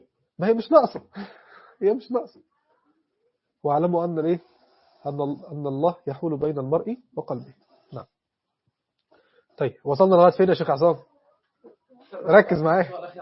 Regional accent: Egypt; أنا مصري، محدش يتكلم معي

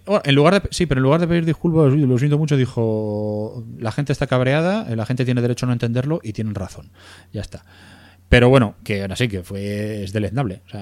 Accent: Spain; soy español

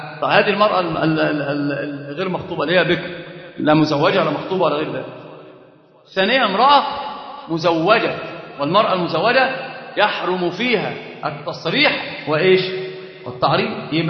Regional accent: Egypt; طبعا عندنا معروف جدا ان احنا كمصريين

